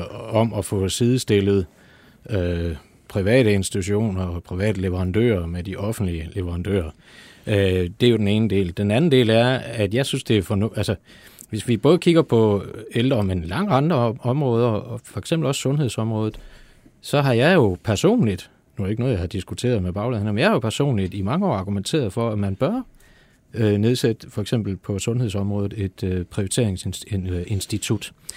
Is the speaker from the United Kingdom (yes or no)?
no; Germany; Danish is a second language; now in Denmark; Nu er jeg jo tysker, så jeg kender jo til alt det der med at have mange beslutningslag